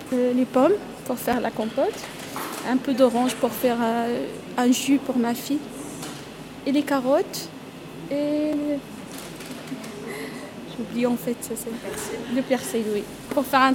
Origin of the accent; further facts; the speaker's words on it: Meknès, Fès-Meknès, Morocco; French is a second language; Meknès. Mais il y a parce que la classe c'est Meknès, Azro, c'est le centre de Maroc en fait.